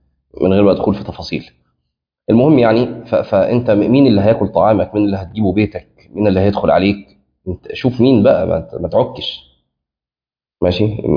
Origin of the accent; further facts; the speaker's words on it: Egypt; وأظن إن إحنا عندنا في مصر في بعض الأماكن ممكن ده تلاقيه